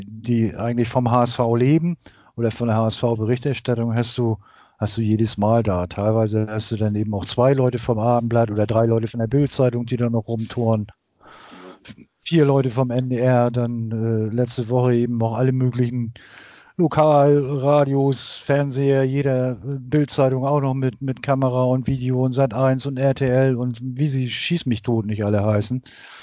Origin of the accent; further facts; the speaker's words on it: Cologne, North Rhine-Westphalia, Germany; now in Hamburg, Germany; so grundsätzlich als Kölner